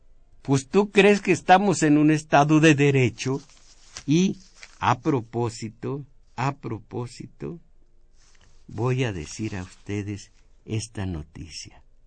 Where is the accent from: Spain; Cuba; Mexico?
Mexico; porque somos mexicanos, estamos en México.